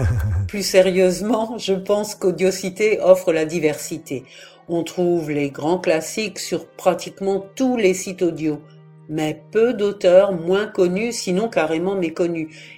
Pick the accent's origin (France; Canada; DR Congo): France; Strasbourg, Grand Est; born there; now in Brest, France; Je vis en Nord-Finistère, à Brest. Je suis née à Strasbourg, en Alsace, et je suis arrivée en Bretagne en 2006.